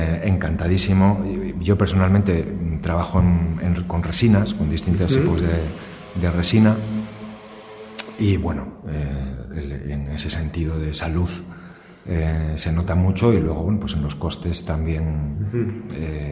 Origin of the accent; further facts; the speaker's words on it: Asturias, Spain; Crecí en Asturias. Asturias es una tierra de mito y leyenda.